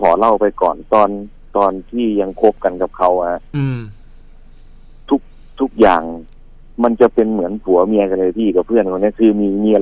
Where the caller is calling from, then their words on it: Khlong Toei, Bangkok, Thailand; คลองเตยครับพี่